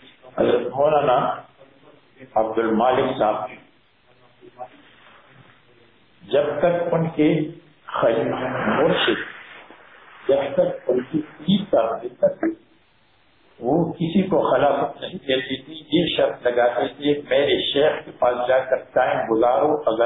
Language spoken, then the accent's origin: Urdu; Mardan, Khyber Pakhtunkhwa, Pakistan; میں نے کہا میں مردان کا رہنے والا ہوں. اس زمانے میں مردان ہماری ہمارا ضلع.